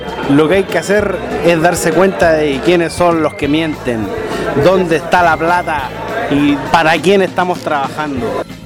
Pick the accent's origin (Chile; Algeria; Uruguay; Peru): Chile; Tocopilla, Antofagasta; now in Iquique, Chile; venimos de Tocopilla, de la tierra de Alexi